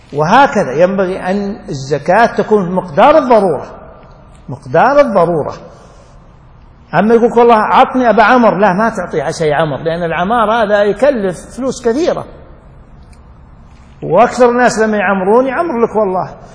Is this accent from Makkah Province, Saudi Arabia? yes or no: no; Riyadh, Riyadh Province, Saudi Arabia; بس مو يشري بيت مثل عندنا في الرياض، في شمال الرياض